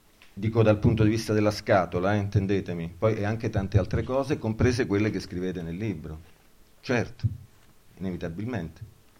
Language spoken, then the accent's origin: Italian; Cosenza, Calabria, Italy; Vabbè, ma io sono da Cosenza, quindi cioè, la moglie un poco mi sta civilizzando, ma insomma, ma io sono di Cosenza.